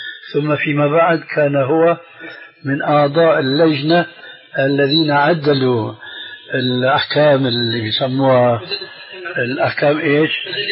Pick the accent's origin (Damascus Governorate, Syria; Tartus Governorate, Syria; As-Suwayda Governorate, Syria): Damascus Governorate, Syria; Damascus; أخوه عندنا في دمشق